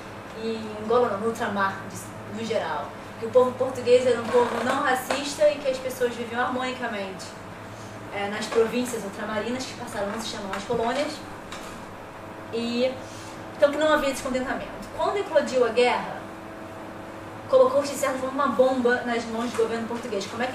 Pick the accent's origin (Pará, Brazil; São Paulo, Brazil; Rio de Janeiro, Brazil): Rio de Janeiro, Brazil; Eu cresci no Rio de Janeiro, também uma sociedade extremamente desigual